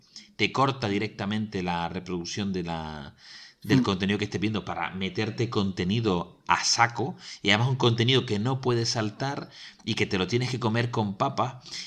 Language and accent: Spanish; Spain; Nosotros somos españoles, aquí la pela es la pela